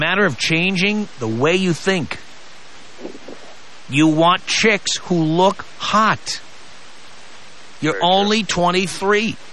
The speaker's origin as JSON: {"language": "English", "town": "New York City", "region": "New York", "country": "United States", "tie": "born or raised there", "said": "I grew up in New York City."}